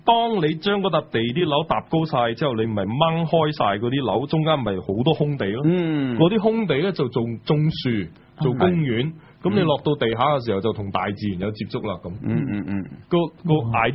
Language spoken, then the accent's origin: Cantonese; Hong Kong; 對我哋香港人咧係特別有感覺嘅